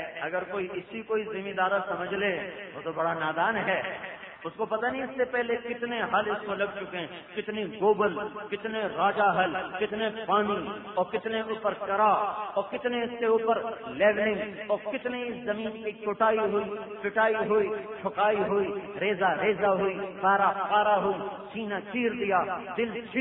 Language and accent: Urdu; Multan, Punjab, Pakistan; چلو یہ تو بستی ہے، ضلع ملتان، میرا ضلع ملتان